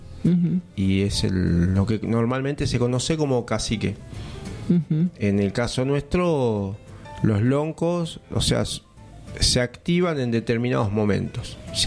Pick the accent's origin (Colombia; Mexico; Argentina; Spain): Argentina; Bella Vista, Buenos Aires Province; born there; en mi caso yo nací en Buenos Aires, en Bellavista.